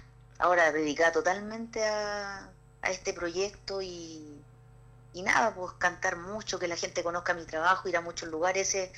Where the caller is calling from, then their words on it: Parral, Maule, Chile; De la comuna de Parral, de la séptima región.